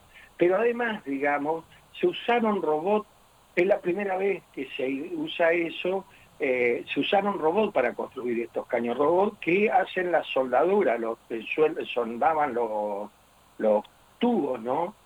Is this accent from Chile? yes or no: no; Argentina; tenemos que sentir orgullo como argentinos